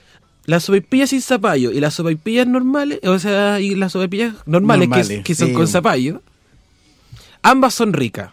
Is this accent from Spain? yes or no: no; Concepción, Biobío, Chile; Ay, yo soy de Concepción